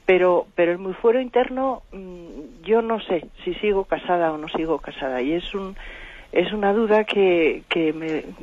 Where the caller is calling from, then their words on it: Madrid, Community of Madrid, Spain; de Madrid.